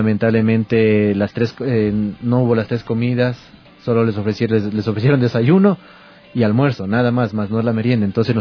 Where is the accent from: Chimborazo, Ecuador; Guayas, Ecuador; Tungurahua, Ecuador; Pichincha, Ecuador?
Pichincha, Ecuador; Quito; si nosotros somos quiteños, aguantamos el frío de aquí.